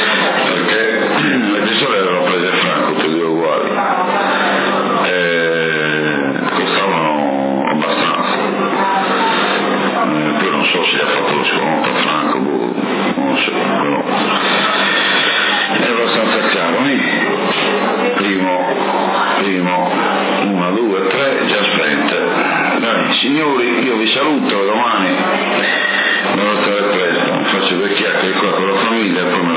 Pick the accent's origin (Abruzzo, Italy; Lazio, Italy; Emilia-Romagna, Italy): Lazio, Italy; Rome; certo che sono romano